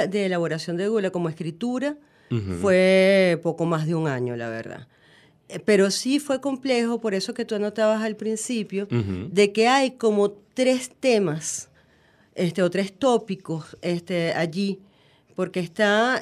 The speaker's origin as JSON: {"language": "Spanish", "country": "Venezuela", "said": "Yo soy una venezolana típica, yo no bailo."}